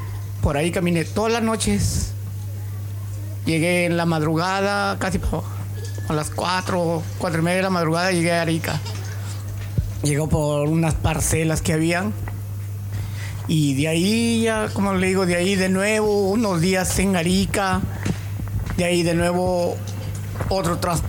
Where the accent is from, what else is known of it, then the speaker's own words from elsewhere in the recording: Trujillo, La Libertad, Peru; ¿tú eres peruano? Sí, le dije. ¿Y de qué parte eres? Soy trujillano, le digo.